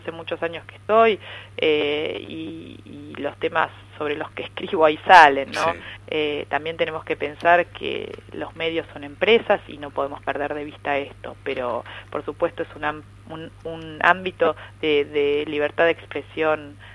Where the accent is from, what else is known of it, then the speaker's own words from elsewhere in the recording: Lomas de Zamora, Buenos Aires Province, Argentina; Soy oriunda de Lomas de Zamora, en el sur del conurbano bonaerense